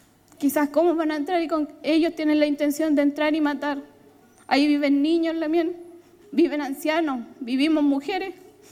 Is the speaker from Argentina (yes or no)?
no; Temucuicui, Araucanía, Chile; Me siento orgullosa de ser de Temucuicui, pese a todos los catálogos que le han puesto las prensas, los medios de comunicaciones.